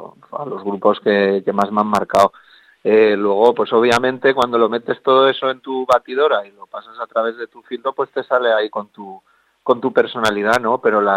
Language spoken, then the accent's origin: Spanish; Villafranca del Cid, Valencian Community, Spain; Pues lo tengo ahí en mi pueblo, en Villafranca del Cid, que es aquí en la provincia de Castellón.